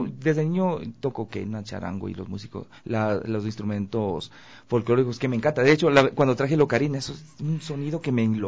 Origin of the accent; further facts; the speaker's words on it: Conocoto, Pichincha, Ecuador; born there; Yo nací muy cerca de aquí, en el Valle de los Chillos, en Conocoto. Ah, ahí, en la propia casa mía.